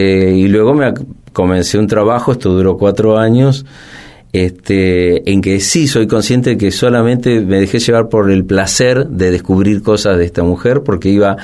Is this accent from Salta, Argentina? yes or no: no; Maipú, Buenos Aires Province, Argentina; Yo soy de Maipú, en la provincia de Buenos Aires